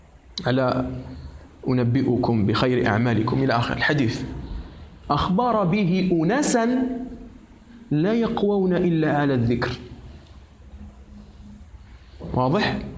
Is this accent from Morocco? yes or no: no; Algeria; أعرف شيخا محدثا من هنا من بلدنا الجزائر